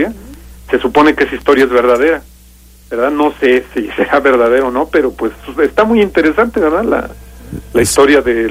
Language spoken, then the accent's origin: Spanish; Bajío, Mexico; Se supone que allá en las cuevas de la región de donde soy yo y de todo el Bajío, se supone que de las cuevas salen los famosos cheneques.